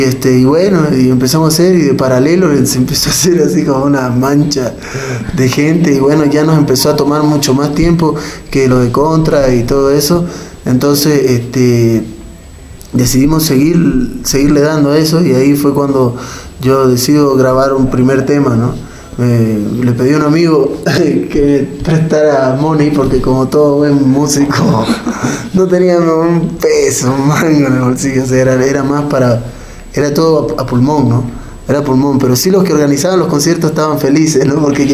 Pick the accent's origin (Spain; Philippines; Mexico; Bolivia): Bolivia; also born or lived in Buenos Aires, Argentina; Aunque no nací en Bolivia, pero soy criado acá hace como 20 años, nací en Buenos Aires, en Argentina.